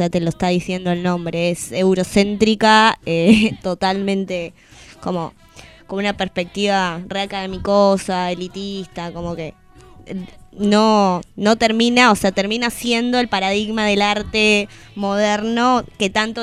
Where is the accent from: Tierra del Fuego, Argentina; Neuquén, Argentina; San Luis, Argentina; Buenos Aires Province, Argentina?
Tierra del Fuego, Argentina; No, soy de Tierra del Fuego.